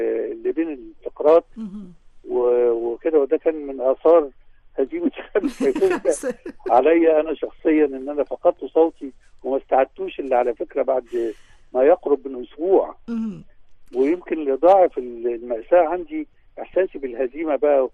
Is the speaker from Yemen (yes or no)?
no; Egypt; وقدرنا نقول احنا مصريين واعتزازنا بمصريتنا ظهر عاليا متألقا جليا يعني